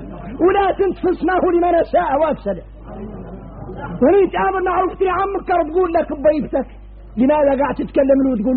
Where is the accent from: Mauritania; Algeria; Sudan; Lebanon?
Mauritania; احنا موريتاني لا يحلم عنا هذا